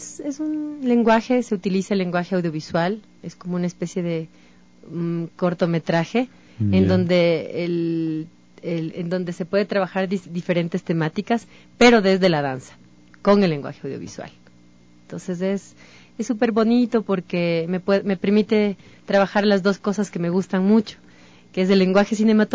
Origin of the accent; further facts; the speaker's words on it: Cotopaxi, Ecuador; Yo vengo de la provincia de Cotopaxi, en donde está el danzante. crecemos con las fiestas populares